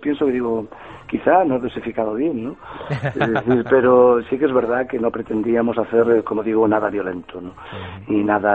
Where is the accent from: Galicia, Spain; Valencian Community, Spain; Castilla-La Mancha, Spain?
Galicia, Spain; A nuestras antiguas y viejas casas perdidas en los pueblos, a nuestra santa compañía como gallego que soy